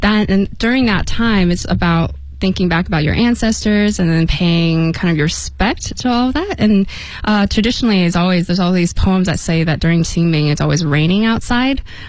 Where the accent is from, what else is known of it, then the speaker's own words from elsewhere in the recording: Boulder, Colorado, United States; I'm from Boulder, Colorado, and we're in the top of the Rocky Mountains in the United States.